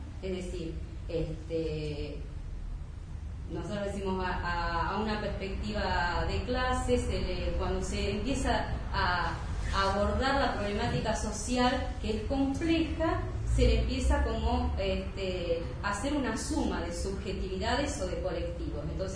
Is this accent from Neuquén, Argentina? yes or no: yes; Neuquén, Argentina; yo soy de Neuquén, también como Ariel, trabajo en la Universidad de Comahue, soy militante feminista de la colectiva La Revuelta